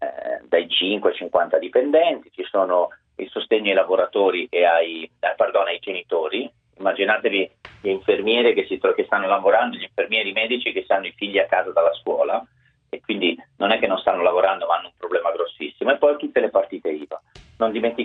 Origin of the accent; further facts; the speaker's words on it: Lombardy, Italy; io da Lombardo da un paio di settimane chiedo molta rigidità